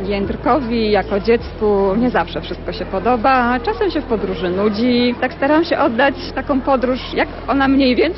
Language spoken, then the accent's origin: Polish; Greater Poland Voivodeship, Poland; Pochodzę z Wielkopolski